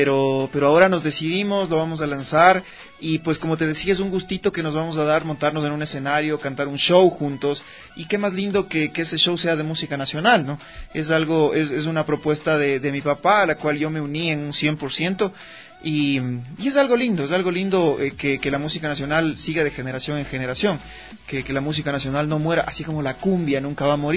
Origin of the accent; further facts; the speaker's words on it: Ecuador; como buenos ecuatorianos nos encanta sufrir